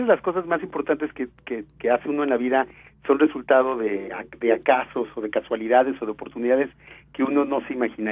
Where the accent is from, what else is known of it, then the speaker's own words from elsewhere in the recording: Mexico; hoy los mexicanos del siglo XXI definimos quiénes somos como mexicanos